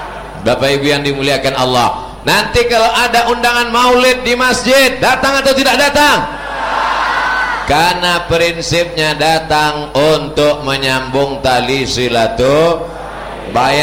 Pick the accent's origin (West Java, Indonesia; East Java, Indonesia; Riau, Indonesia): Riau, Indonesia; Saya dari Riau, di Jakarta cuma 3 hari, Jumat, Sabtu, Ahad. Habis itu saya akan pulang.